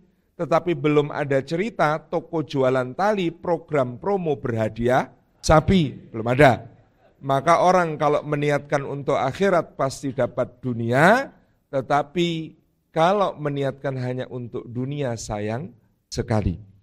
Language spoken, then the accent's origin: Indonesian; Yogyakarta, Special Region of Yogyakarta, Indonesia; Kemudian saya dari Jogja